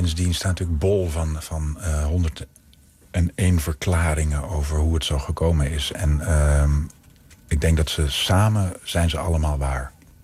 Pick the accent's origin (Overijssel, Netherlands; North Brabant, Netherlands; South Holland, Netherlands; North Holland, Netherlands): Overijssel, Netherlands; tenminste waar ik vandaan kom, uit Twente.